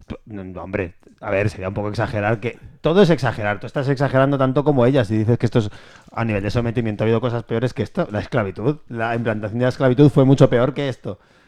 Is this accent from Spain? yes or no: yes; Spain; porque yo soy un ciudadano del mundo y eso significa que soy español.